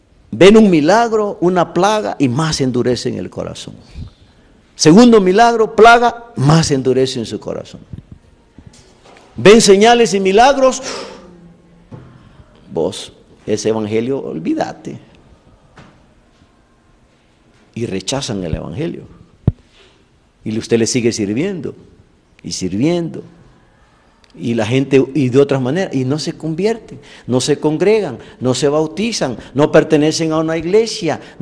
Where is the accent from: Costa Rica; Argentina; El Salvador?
El Salvador; Como salvadoreño tengo que hablar de eso.